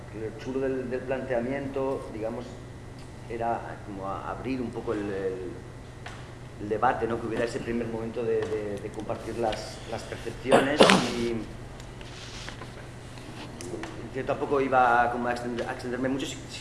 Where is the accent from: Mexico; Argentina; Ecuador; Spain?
Spain; Barcelona, Catalonia; porque en Barcelona, de donde soy yo, pues claro, este debate no ha sido posible plantearlo incluso hace poco, ¿verdad?